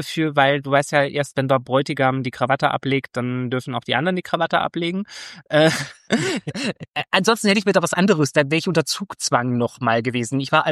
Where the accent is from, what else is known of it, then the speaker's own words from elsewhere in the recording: East Germany, Germany; ich komme ja aus dem Osten und ich bin gegen Verschwendung, weil wir hatten ja früher nichts